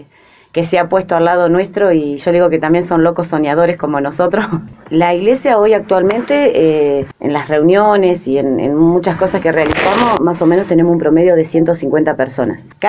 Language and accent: Spanish; Azul, Buenos Aires Province, Argentina; yo soy de Azul, pero mi esposo es de La Prida. Mis hijos son lapridense